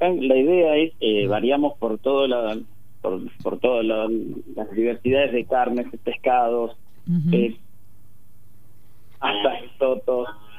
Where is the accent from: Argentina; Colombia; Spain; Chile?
Argentina; Tandil, Buenos Aires Province; Yo soy de Tandil, sí. Nacido y criado en Tandil.